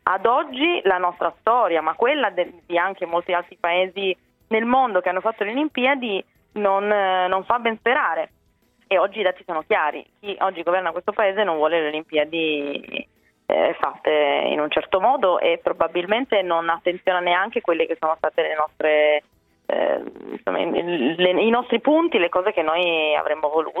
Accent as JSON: {"language": "Italian", "town": "Turin", "region": "Piedmont", "country": "Italy", "said": "io vengo da Torino"}